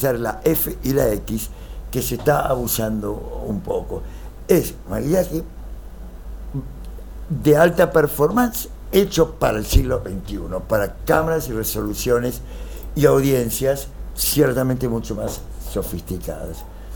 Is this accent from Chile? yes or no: no; United States; me criaron de muy chiquitito en Estados Unidos, soy nacido acá.